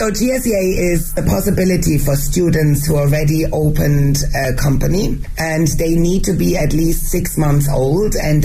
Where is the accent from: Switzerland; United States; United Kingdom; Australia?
Switzerland; first language German; English is a second language; now in Beijing, China; Even for me being Swiss and my mother tongue is German, it's very hard to express myself in English, but it's much easier, of course, than in Chinese